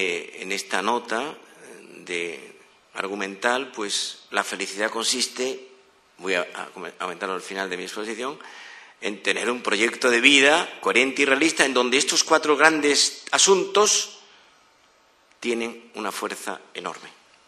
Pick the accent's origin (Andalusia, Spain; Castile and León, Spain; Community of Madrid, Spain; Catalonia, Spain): Community of Madrid, Spain; Madrid; Cuando yo voy al extranjero con mi mujer, la gente y digo que vengo de Madrid